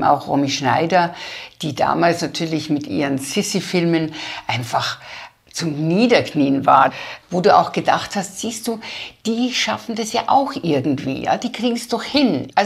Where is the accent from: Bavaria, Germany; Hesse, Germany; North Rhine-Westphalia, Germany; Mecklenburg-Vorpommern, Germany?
Bavaria, Germany; Landau an der Isar; Bei uns in Landau an der Isar gab es ein Kino